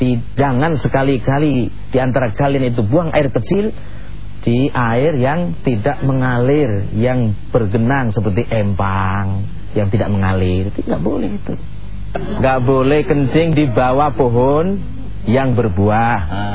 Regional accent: Jakarta, Indonesia; Istitobah itu bahasa kita, orang Betawi atau orang Jakarta, orang Indonesia ini cebok.

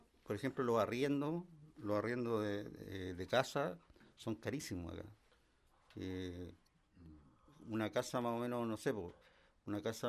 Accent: Quilpué, Valparaíso, Chile; el pasaje de donde yo vengo, que es de Quilpué, que es una ciudad que queda al lado de Viña

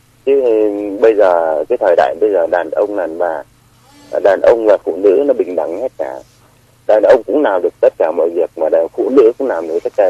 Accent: Hà Nam, Vietnam; Tôi quê Hà Nam.

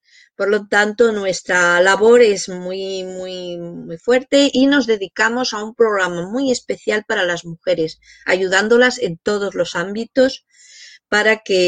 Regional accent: Madrid, Community of Madrid, Spain; vivís en mi ciudad, porque yo soy de Madrid

